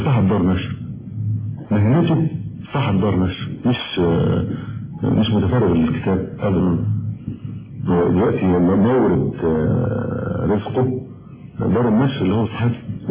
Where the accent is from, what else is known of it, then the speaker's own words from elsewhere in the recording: Egypt; احنا الثلاثة كمصريين وعايشين في مجتمع مصري